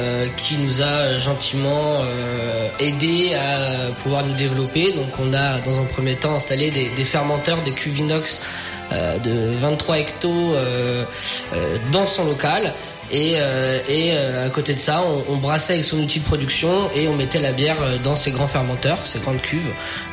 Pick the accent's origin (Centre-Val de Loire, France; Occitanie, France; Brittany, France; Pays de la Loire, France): Centre-Val de Loire, France; Saint-Pryvé-Saint-Mesmin; on est originaire de Saint-Privé-Saint-Mémin.